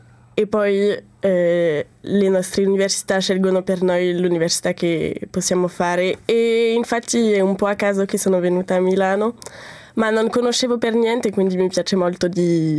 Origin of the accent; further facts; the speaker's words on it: Bordeaux, Nouvelle-Aquitaine, France; Italian is a second language; Bordeaux in Francia.